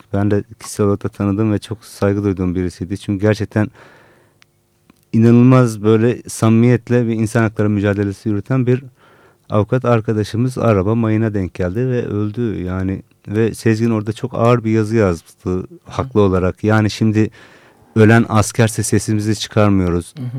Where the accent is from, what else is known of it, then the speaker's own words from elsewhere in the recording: Adana, Turkey; born there; Adana'da doğdum ben. 40 yaşındayım şu anda.